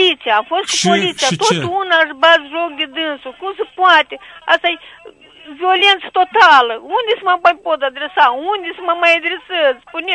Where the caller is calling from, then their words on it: Sofia, Sofia City, Bulgaria; din Sofia.